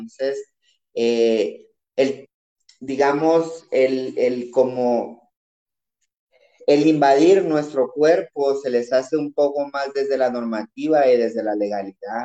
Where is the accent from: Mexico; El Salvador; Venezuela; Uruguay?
El Salvador; now in Guatemala; soy una mujer migrada, tengo 16 años de vivir en Guatemala, pero soy salvadoreña.